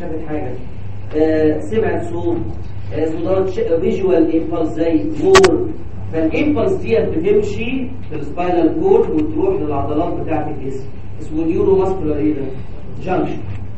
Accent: Egypt; عندنا في مصر جرأة شويه

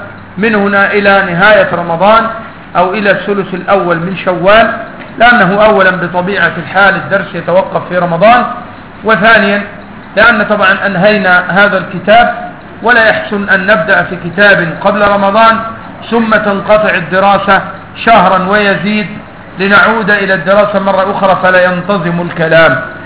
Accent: Upper Egypt, Egypt; أنا صعيدي مثلك.

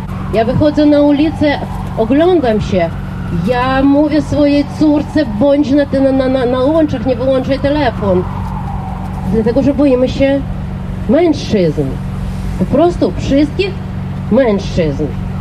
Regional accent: Ukraine; Jestem Ukrainką, jestem tłumaczką.

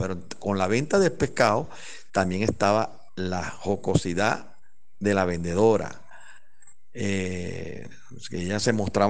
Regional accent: Cumaná, Sucre, Venezuela; born there; como bueno, muchos me dicen de cariño de esa manera, ¿no? Yo nací aquí en Cumaná un 11 de septiembre del año 1967.

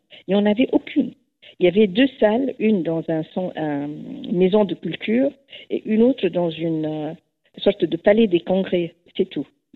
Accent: Egypt; que j'ai eu la chance de connaître pendant mon enfance en Égypte

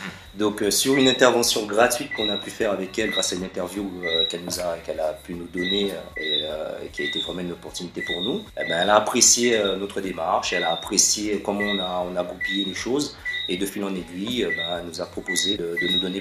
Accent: Martinique; on s'est pas souvent présentés en tant que Martiniquais. On s'est souvent présentés comme des Caribéens.

